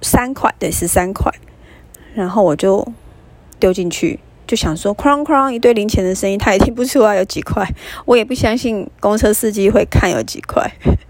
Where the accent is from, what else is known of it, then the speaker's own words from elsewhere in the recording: Taiwan; accent: Taiwanese Mandarin; Oh my god， 我的台湾国语再一次“择善固执”。